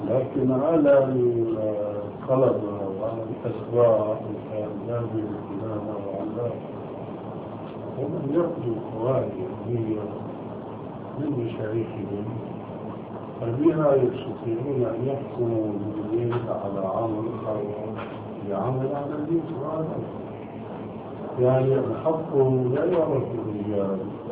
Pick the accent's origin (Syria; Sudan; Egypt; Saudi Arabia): Syria; now in Amman, Jordan; وسوري مثلي